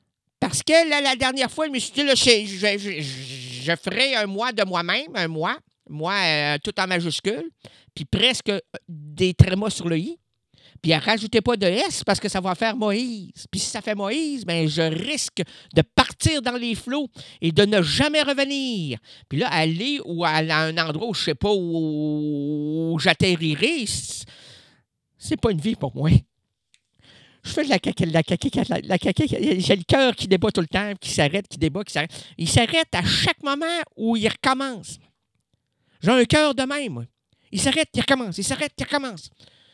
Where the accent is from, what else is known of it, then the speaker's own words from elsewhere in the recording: Drummondville, Quebec, Canada; now in Blainville, Canada; Non, je viens pas de Blainville, moi. Non, moi, je viens de Drummondville. Mais, ouais, mais j'ai décidé de prendre une chambre à Blainville pour refaire ma vie. Ah, j'ai refait ma vie, là j'ai 42 ans